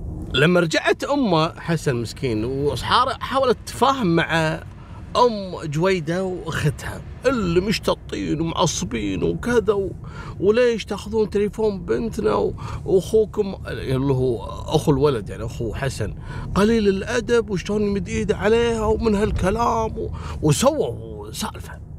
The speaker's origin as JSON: {"language": "Arabic", "country": "Kuwait", "accent": "Kuwaiti", "said": "بلهجتنا الكويتية"}